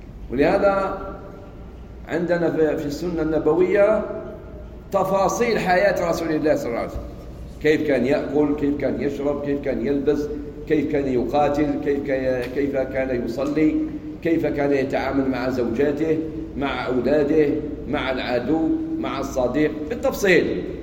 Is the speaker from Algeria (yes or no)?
yes; Algeria; عندنا في الجزائر علماء